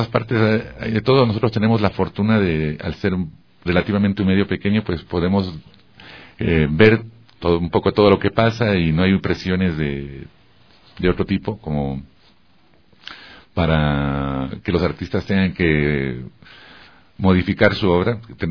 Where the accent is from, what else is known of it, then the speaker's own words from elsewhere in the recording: Ecuador; no necesito irme, ponerme un poncho para decir que soy ecuatoriano